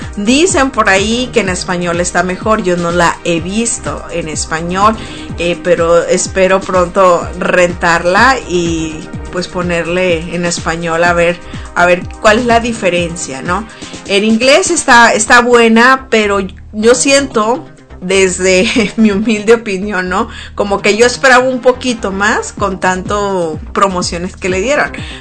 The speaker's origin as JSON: {"language": "Spanish", "country": "Mexico", "said": "a todos como mexicanos nos gustó"}